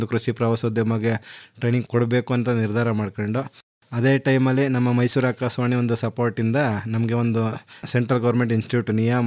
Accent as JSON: {"language": "Kannada", "town": "Dinka", "region": "Karnataka", "country": "India", "tie": "born or raised there", "said": "ನನ್ನೂರು Dinka ಗ್ರಾಮ, ಪಾಂಡುಪುರ ತಾಲೂಕು, ಮಂಡ್ಯ ಜಿಲ್ಲೆ. ಮೂಲತಃ ನಾನು ಕೃಷಿಕ. ನನ್ನ ತೋಟದಲ್ಲಿ ವಾಸ ಮಾಡ್ತಾ ಪರಿಪೂರ್ಣವಾಗಿ ಕೃಷಿ ಮಾಡ್ತಾ ಇದ್ದೀನಿ."}